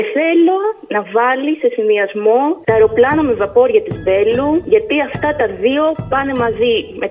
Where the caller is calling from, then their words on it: Heraklion, Crete, Greece; είμαι από το Ηράκλειο της Κρήτης.